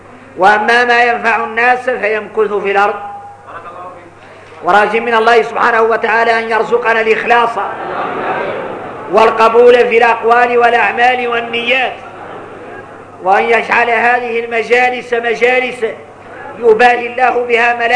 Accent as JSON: {"language": "Arabic", "country": "Mauritania", "said": "واحنا موريتاني ما شاء الله"}